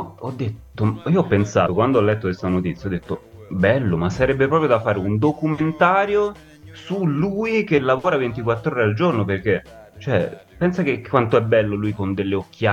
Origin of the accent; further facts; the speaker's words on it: Marche, Italy; io, capito, sono marchigiano